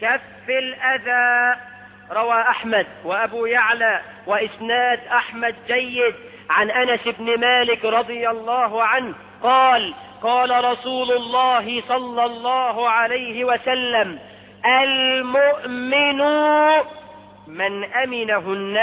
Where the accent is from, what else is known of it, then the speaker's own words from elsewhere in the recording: Egypt; احنا كمصريين